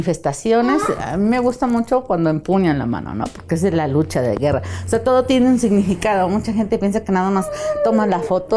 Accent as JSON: {"language": "Spanish", "town": "Cuautla", "region": "Morelos", "country": "Mexico", "tie": "born there", "said": "yo nací en Cuautla, en la colonia Emiliano Zapata."}